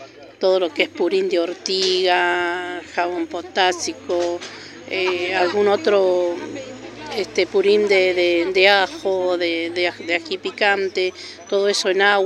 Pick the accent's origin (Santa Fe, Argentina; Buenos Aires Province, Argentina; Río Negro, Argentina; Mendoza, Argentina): Mendoza, Argentina; lo aprendí de muy chica, porque me crié entre chacras, porque soy mendocina. Me crié entre chacras